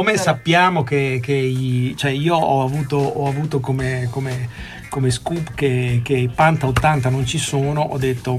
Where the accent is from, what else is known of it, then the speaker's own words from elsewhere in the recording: Bologna, Emilia-Romagna, Italy; Io sono bolognese, lui anche.